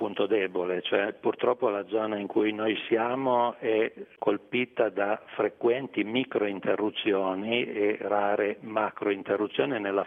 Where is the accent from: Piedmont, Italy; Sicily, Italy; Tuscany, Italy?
Piedmont, Italy; accent: Piedmontese; come temo si senta dall'accento, siamo piemontesi di origine.